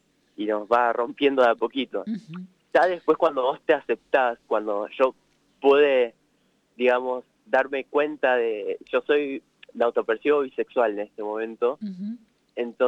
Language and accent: Spanish; General Pico, La Pampa, Argentina; born there; Sí, yo nací acá en General Pico